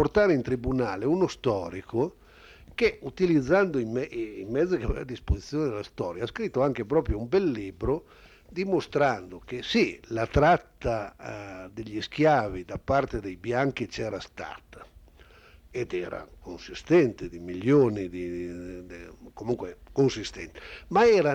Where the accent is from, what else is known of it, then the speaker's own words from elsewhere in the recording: Piedmont, Italy; per me, che vengo dal Piemonte, è un po' scioccante